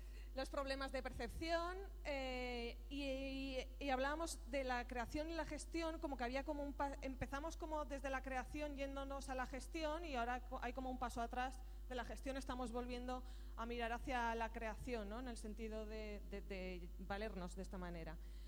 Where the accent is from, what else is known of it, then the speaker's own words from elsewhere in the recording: Aragon, Spain; Soy de Aragón, entonces para que se me note.